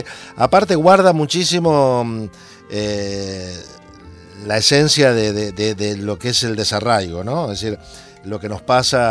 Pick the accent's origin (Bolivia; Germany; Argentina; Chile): Argentina; Litoral; es de la zona de donde vengo yo, que es la zona del litoral